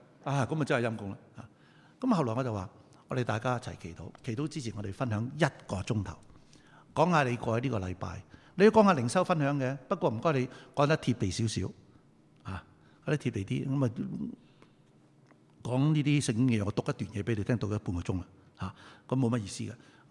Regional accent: Guangdong, China; 我哋广东人话你系咁先啦

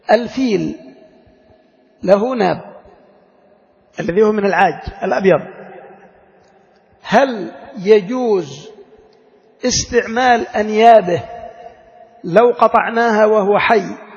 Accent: Yemen; هذه مشكلة عندنا في اليمن نحتاج إلى بحثها

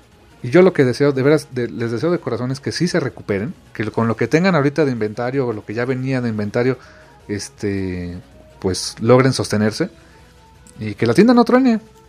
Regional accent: Mexico; no estamos en sus prioridades. Como ciudadanos, como mexicanos

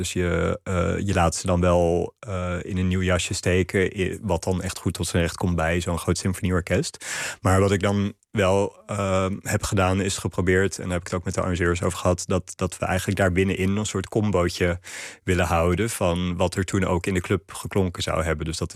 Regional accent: Sri Lanka; Want ik zat op een internationale school in Sri Lanka, waar ik opgegroeid ben.

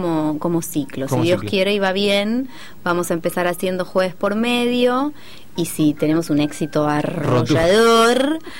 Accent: Buenos Aires, Argentina; Aparte, yo soy de Villa Urquiza, ¿eh?

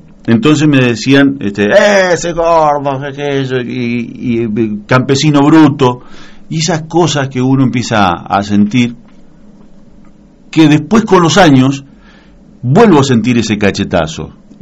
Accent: General Pinto, Buenos Aires Province, Argentina; born there; yo nací en General Pinto, en la provincia de Buenos Aires. Soy hijo de tamberos.

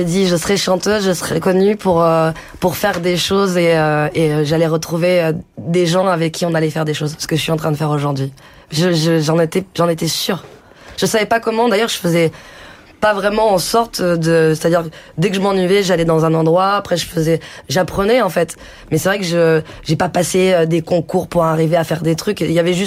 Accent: France; même si on est français, il y a beaucoup de choses qui se mélangent

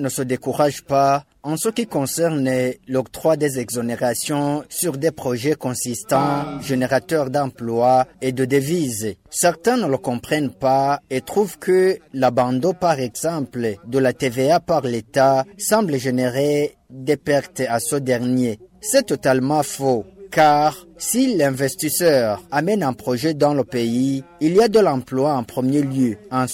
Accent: Burundi; Chez nous au Burundi, le dépistage et les médicaments sont gratuits.

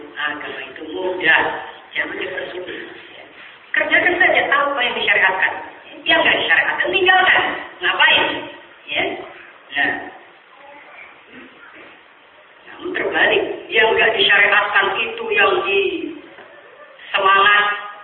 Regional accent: Sulawesi, Indonesia; Daerah Sulawesi sana, daerah saya

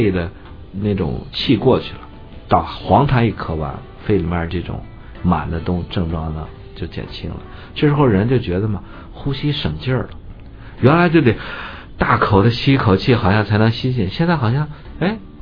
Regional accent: Beijing, China; 还有我们北京人种的那个丝瓜

